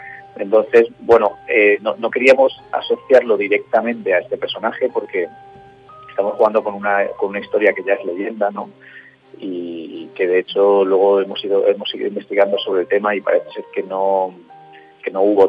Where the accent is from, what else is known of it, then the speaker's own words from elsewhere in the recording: Valencia, Valencian Community, Spain; Bueno, nosotros somos de Valencia